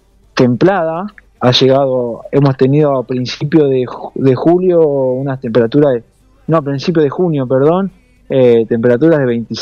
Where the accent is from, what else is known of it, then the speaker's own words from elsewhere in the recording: Argentina; mis compañeros, todos somos argentinos